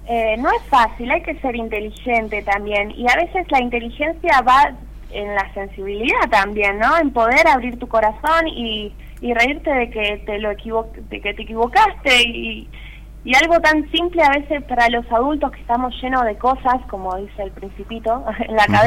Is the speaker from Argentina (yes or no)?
yes; Temperley, Buenos Aires Province, Argentina; born there; De zona sur de Buenos Aires, nací en Temperley. Fui bastante viajera también